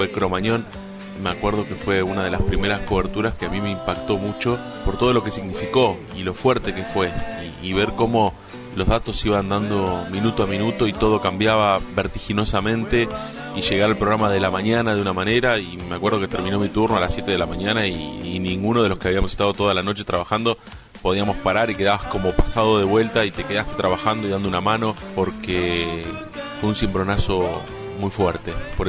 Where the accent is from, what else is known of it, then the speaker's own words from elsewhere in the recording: Lincoln, Buenos Aires Province, Argentina; born there; now in La Plata, Argentina; nací en Lincoln, pero vivo en La Plata desde hace 20 años.